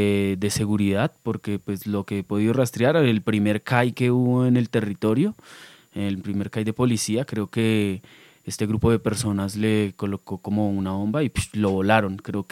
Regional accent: Bogotá, Colombia; Eso es Los Laches para mí, algo que ha posibilitado caminar otros lugares sin negar las raíces de donde vengo, ¿no? Creo que Los Laches es mi punto de partida en la historia de mi vida.

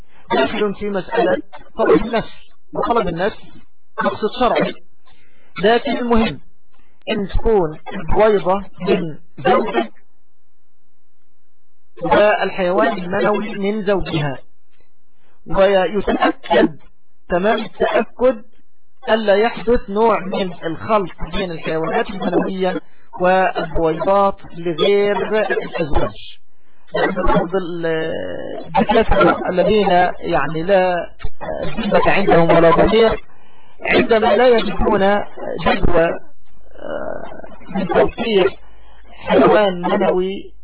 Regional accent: Egypt; يعني بالتوقيت الصيف عندنا في مصر

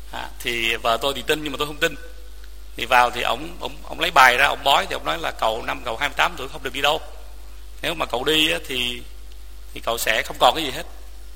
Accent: Quy Nhon, Binh Dinh, Vietnam; born there; also born or lived in Dien Ban; tôi sinh ra tại Bình Định, ở thành phố Quy Nhơn, Bình Định bây giờ.

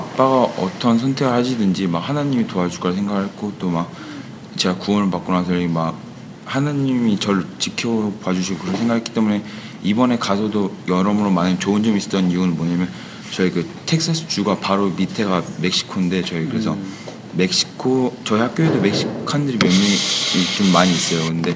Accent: South Korea; 저는 한국 사람이고 학생입니다.

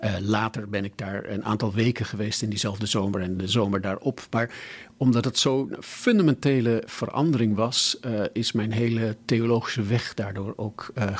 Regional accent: Hilversum, North Holland, Netherlands; born there; Wel, ik ben nu 67 en ik ben geboren in Hilversum.

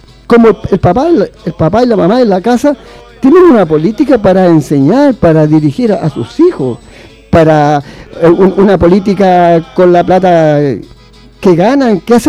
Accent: Chile; situaciones históricas que me tocó vivir como persona, como chileno

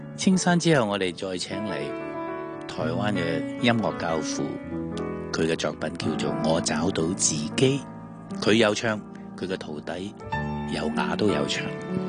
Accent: Hong Kong; 我哋香港人係好熟悉嘅

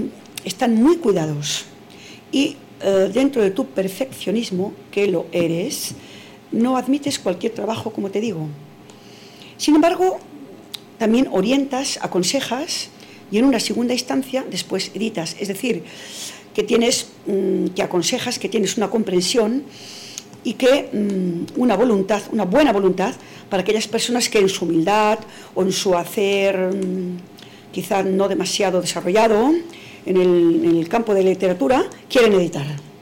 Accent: Castile, Spain; como castellana que soy.

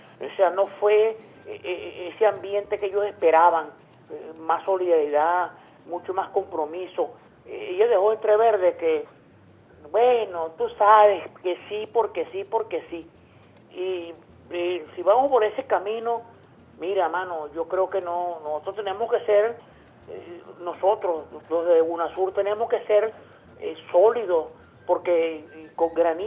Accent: Venezuela; Yo como venezolano

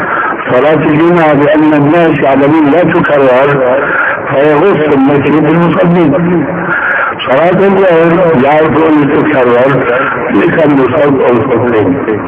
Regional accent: Damascus, Damascus Governorate, Syria; وانا ربيت في دمشق

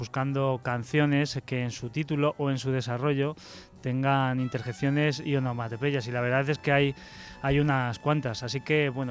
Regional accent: Spain; pues porque somos españoles

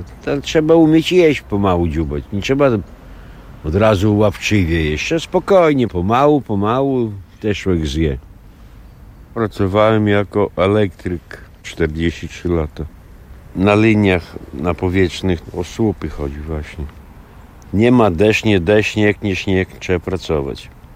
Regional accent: Białystok, Podlaskie Voivodeship, Poland; born there; Rodzice też z Białegostoku. Ja tu się urodziłem na starej monopolowej. Mieszkałem na Mickiewicza, a teraz obecnie na Bema mieszkam. To trzecia dzielnica już.

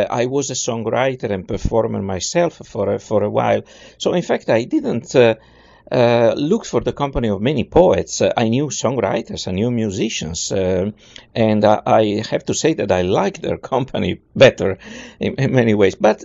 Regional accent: Italy; moved away as an adult; also born or lived in Toronto; now in Houston, United States; I moved away from Italy in 1987, and I came to Houston, Texas, where I still am.

